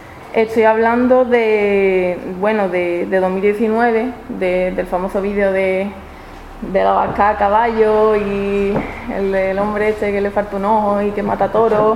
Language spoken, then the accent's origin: Spanish; Seville, Andalusia, Spain; La cuestión es que cuando yo volví a Sevilla, me tomé un año sabático